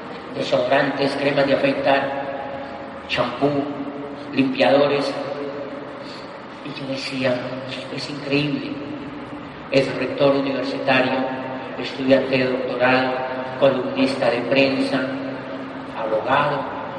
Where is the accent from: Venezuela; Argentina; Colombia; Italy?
Colombia; yo soy un estudiante de doctorado, soy colombiano, yo quiero hacer ese negocio.